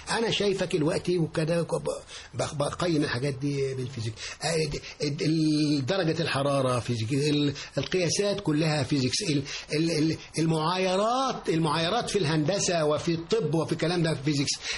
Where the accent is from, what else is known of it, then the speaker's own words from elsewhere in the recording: Giza, Giza Governorate, Egypt; وكان في الجيزه الجديده والجيزه القديمه، انا كنت من الجيزه الجديده.